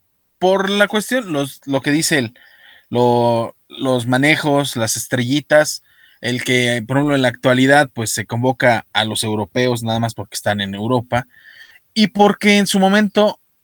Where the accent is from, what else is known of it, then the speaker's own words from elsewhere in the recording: Mexico; antes de eso sí le iba yo al Tri, como cualquier mexicano